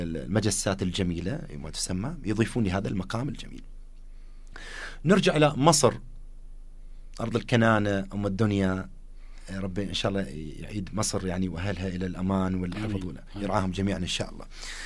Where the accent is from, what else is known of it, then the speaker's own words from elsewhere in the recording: Southern Iraq, Iraq; حتى احنا من الجنوب نستطيع ان نذهب الى الخليج